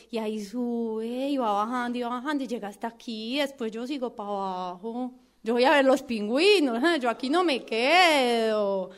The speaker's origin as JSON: {"language": "Spanish", "country": "Colombia", "said": "Ay, sí, soy colombiana. Sí, se nota mucho. Ay, mira, tan charro. Yo pensé que ya no se notaba nada porque llevo mucho tiempo por aquí en el sur."}